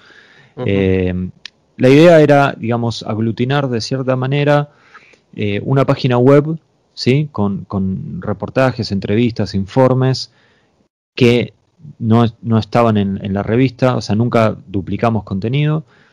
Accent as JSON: {"language": "Spanish", "country": "Argentina", "said": "yo soy consciente que soy un argentino y estoy haciendo un podcast"}